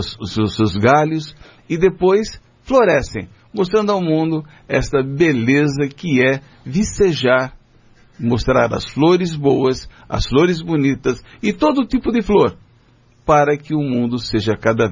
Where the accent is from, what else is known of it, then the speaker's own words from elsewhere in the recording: São Paulo, Brazil; Eu, como sou de São Paulo, né, nasci na cidade de São Paulo